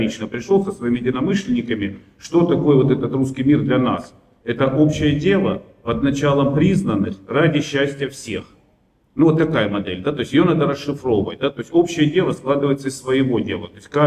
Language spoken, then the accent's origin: Russian; Pyatigorsk, Stavropol Krai, Russia; Я тоже русский продукт, я из Пятигорска, Северного Кавказа. Отец у меня с Пензы, там дед с Грузии откуда-то. Ну, мы все русские